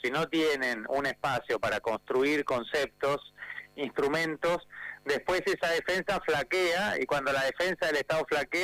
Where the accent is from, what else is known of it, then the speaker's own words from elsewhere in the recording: Argentina; los que perdemos somos los argentinos